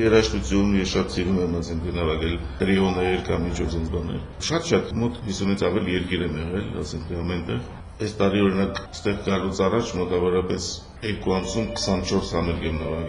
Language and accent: Armenian; Yerevan, Armenia; Իսկ օրինակ, ես Երևանցի եմ եւ Երևանում ես շատ կուզեմ, որ նույն ձևի լինի, բայց այնպես չի։